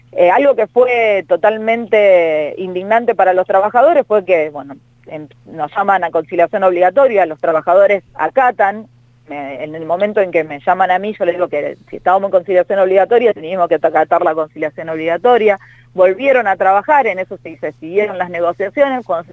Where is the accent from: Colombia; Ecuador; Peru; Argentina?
Argentina; Rosario, Santa Fe; yo soy rosarina